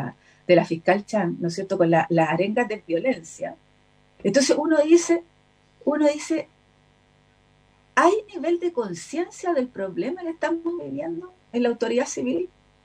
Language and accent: Spanish; Chile; yo no soy santiaguina, acuérdense de eso, entonces yo soy provinciana, entonces no soy santiaguina, me cuestan los nombres de las calles muchas veces.